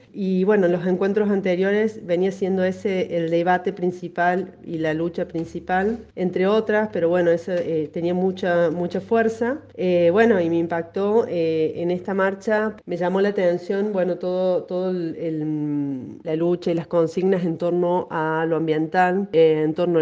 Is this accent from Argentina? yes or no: yes; Argentina; nos interpela como argentinas, como ciudadanas, como pueblo